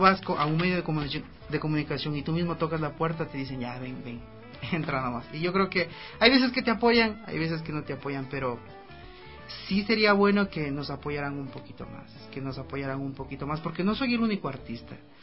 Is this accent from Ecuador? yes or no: yes; Ecuador; yo soy ecuatoriano y ahorita estoy en la gira de medios